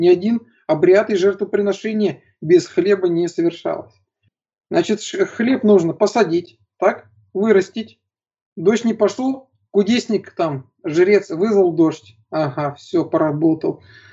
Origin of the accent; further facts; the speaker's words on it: Ufa, Bashkortostan, Russia; я вырос в Уфе. Уфа – это очень такой энергетически тяжелый город.